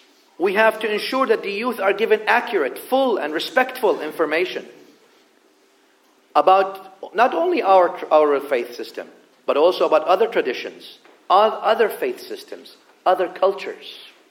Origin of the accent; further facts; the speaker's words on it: the South, United States; But I mean, I come from the South.